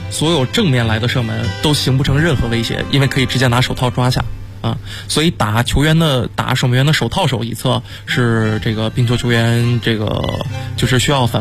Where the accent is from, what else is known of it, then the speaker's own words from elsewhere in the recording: Northeast China, China; 我家是东北的嘛，我们那边湖面特别好玩